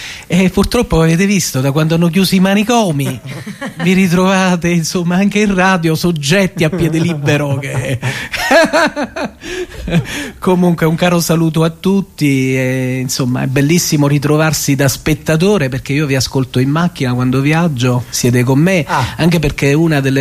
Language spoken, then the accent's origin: Italian; Campania, Italy; io sono vesuviano, nato sotto al Vesuvio